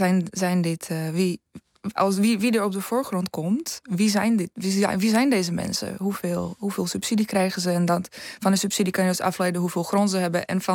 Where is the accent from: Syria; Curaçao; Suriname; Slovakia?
Slovakia; Dutch is a second language; now in Netherlands; Ja, ik kom zelf niet uit Nederland, namelijk ik kom uit Slowakije. We hebben heel veel bergen